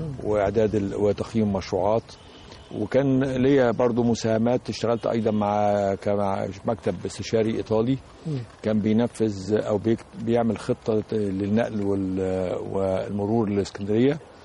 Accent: Alexandria, Alexandria Governorate, Egypt; أنا أصلا سكندري الأصل، ولدت في مدينة الإسكندرية، وتعلمت في مدارس مصر هنا في الإسكندرية أيضا، وتخرجت من الجامعة في الإسكندرية، وعملت أيضا في الأكاديمية في الإسكندرية في أول حياتي.

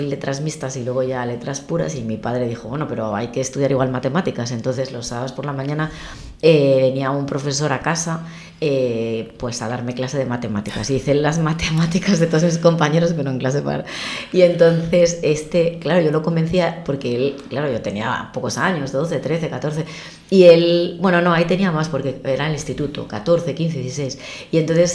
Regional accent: Oviedo, Asturias, Spain; yo soy de Oviedo y he querido ser periodista siempre.

